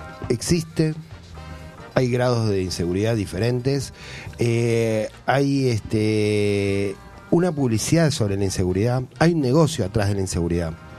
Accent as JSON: {"language": "Spanish", "town": "Avellaneda", "region": "Buenos Aires Province", "country": "Argentina", "tie": "born there", "said": "Que antiguamente en los barrios, yo nací en Avellaneda, y a las 6 de la tarde los abuelos salían todos a sentarse en la vereda"}